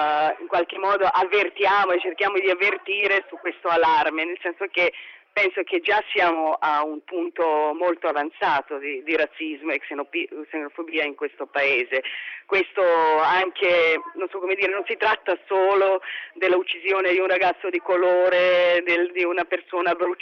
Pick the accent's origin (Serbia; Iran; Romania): Serbia; Belgrade; now in Italy; Io sono di Belgrado, sono serba, sono di origine rom e vivo in Italia dal 99, sono cittadina italiana.